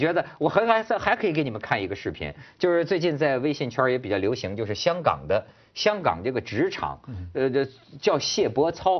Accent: China; now in Hong Kong; 当年我们从大陆来啊，刚到香港

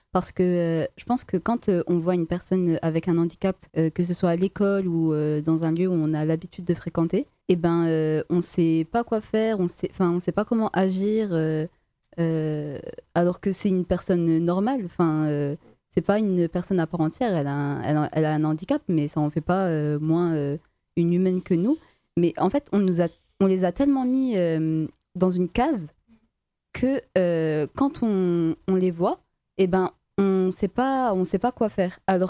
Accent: France; je parle pour la France parce que je suis française

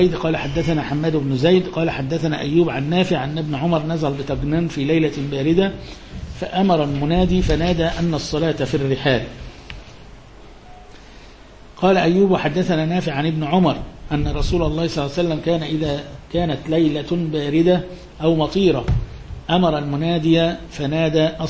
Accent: Egypt; طبعا ده مش موجود برضو عندنا في مصر، يعني البرد الشديد اللي يمنع الناس مش موجود

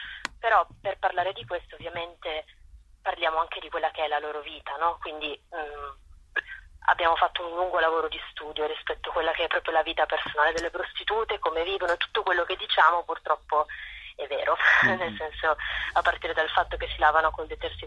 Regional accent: Turin, Piedmont, Italy; io sono di Torino

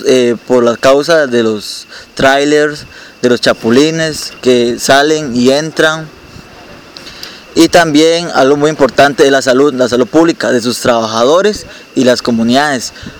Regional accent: Upala, Alajuela, Costa Rica; soy de Upala

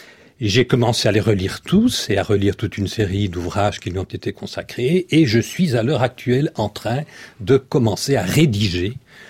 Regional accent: Liège, Wallonia, Belgium; Je suis liégeois.

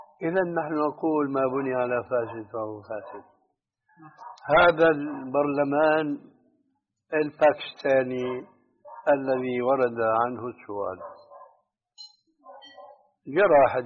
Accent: Syria; أم يشترك فيه كما يقولون عندنا في سوريا خليط مليط؟

